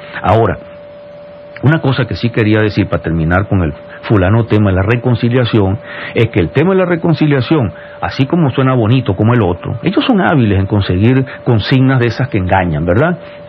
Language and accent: Spanish; Venezuela; Entonces, sí, todos somos venezolanos, claro que somos venezolanos